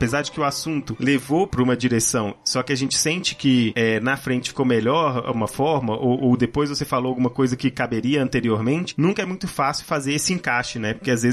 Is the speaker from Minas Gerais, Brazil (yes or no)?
yes; Minas Gerais, Brazil; Ninguém vai perceber que a gente é mineiro.